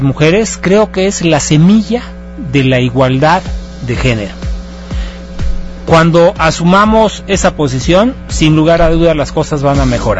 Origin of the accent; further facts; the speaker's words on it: Mexico; Aquellos que somos mexicanos y nacidos en suelo mexicano